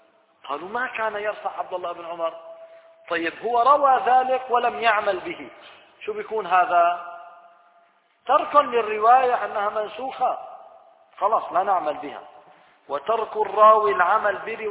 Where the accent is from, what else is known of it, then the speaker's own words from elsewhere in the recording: Syria; عندنا في الشام الآن أصبح الأمر مألوفا ليس هذا منكرا